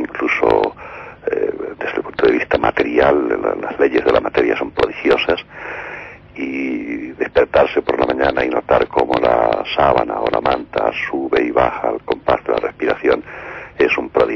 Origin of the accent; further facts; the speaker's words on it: Mérida, Extremadura, Spain; born there; Recientemente me han dado el premio de la creación en Extremadura, y como nací en Mérida, pues también me ha dado mucha alegría.